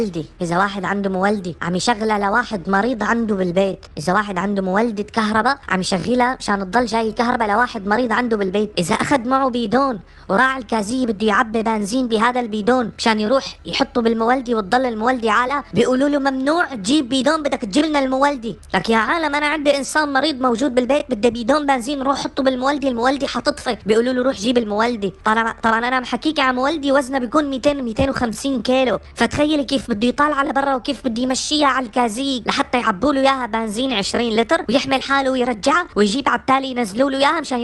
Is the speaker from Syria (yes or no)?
yes; Syria; أنا كمواطن سوري وكالشيء اللي شفته